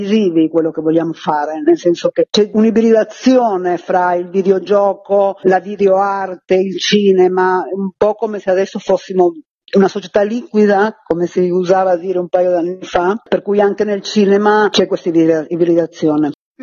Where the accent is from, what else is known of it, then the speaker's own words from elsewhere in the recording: Milan, Lombardy, Italy; Quest'anno lo facciamo a Milano, perché noi siamo milanesi